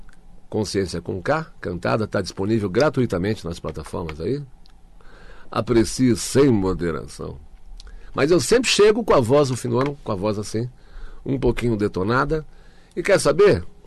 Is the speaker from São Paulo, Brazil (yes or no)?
yes; São Paulo, Brazil; Eu sou corintiano, fui criado na ZL